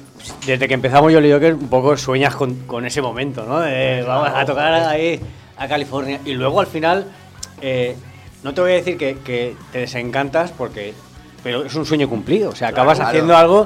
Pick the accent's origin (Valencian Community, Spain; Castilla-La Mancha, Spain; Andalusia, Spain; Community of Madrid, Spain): Valencian Community, Spain; Valencia; No, somos de España, tal, no sé qué.